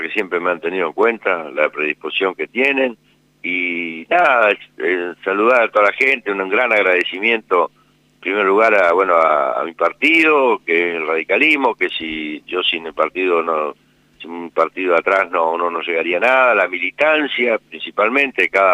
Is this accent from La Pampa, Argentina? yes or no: yes; Colonia Barón, La Pampa, Argentina; yo soy de Colonia Barón, pero bueno, ya tengo cierta inserción en distintos lugares, incluso hasta en Santa Rosa.